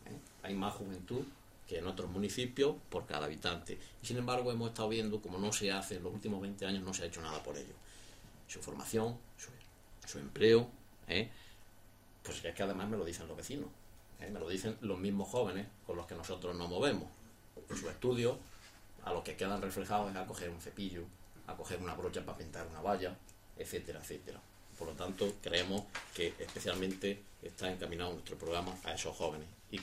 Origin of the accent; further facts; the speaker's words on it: Jódar, Andalusia, Spain; soy vecino de Jodar, vivo en Jodar, anduriense me considero